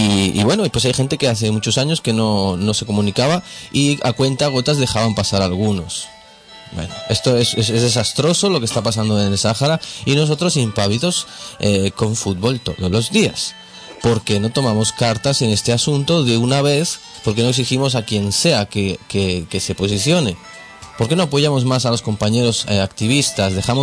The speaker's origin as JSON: {"language": "Spanish", "country": "Spain", "said": "Y nosotros como españoles o como gente que vive en este estado"}